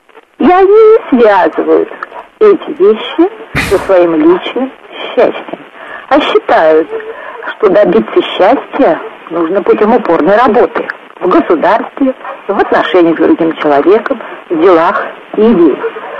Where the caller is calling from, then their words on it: Samara, Samara Oblast, Russia; Я из Самары. Слушаю нашу передачу.